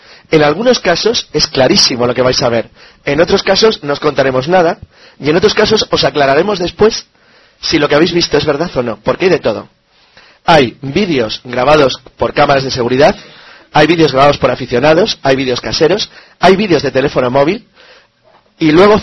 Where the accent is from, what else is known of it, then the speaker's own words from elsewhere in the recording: Santander, Cantabria, Spain; La verdad es que estoy muy a gusto volviendo a Santander, la lluvia, tal, está bien. Es mi tierra, al fin y al cabo.